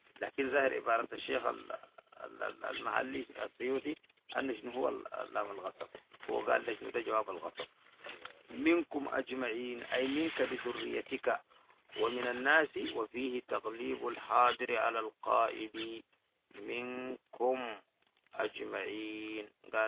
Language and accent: Arabic; Sudan; دي كلها عندنا لها حاجات كويسة